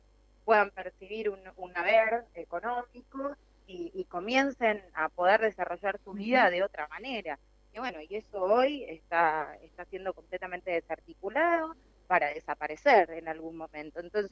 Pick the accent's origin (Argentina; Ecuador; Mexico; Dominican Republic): Argentina; Quilmes, Buenos Aires Province; Yo soy de Quilmes y recorro los distintos barrios populares